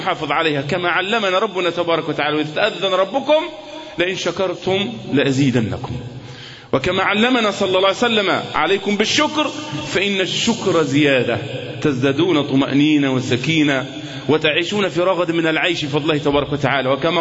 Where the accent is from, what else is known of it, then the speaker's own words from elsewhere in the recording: Egypt; كمصريين أمام اختبار صعب، اختبار حقيقي